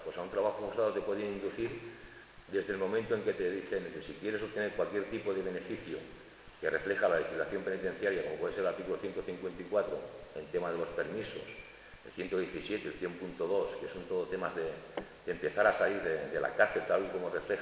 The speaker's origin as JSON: {"language": "Spanish", "town": "Barcelona", "region": "Catalonia", "country": "Spain", "said": "a lo mejor de estar de Barcelona, como es mi caso, que soy de Barcelona"}